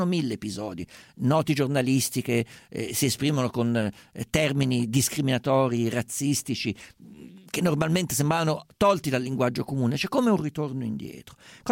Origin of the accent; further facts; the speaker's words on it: central Italy, Italy; non sono certo uno che ci va liscio, essendo umbro toscano